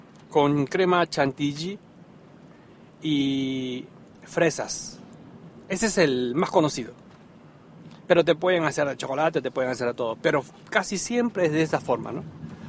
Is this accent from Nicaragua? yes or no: no; Peru; No se espera hasta las 12, como en mi país, por ejemplo. En Perú sí esperábamos hasta las 12